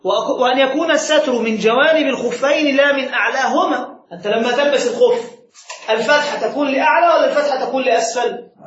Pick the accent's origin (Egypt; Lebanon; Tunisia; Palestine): Egypt; المداس مثل الحذاء الذي نلبسه عندنا في مصر،